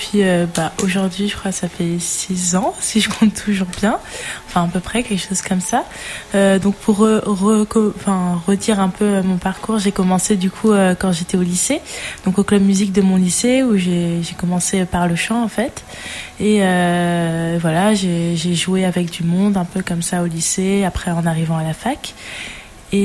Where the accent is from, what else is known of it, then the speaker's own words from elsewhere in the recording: Issoudun, Centre-Val de Loire, France; donc on l'a tourné à Issoudun, donc dans l'Indre, c'est là d'où je viens, où j'ai grandi, quoi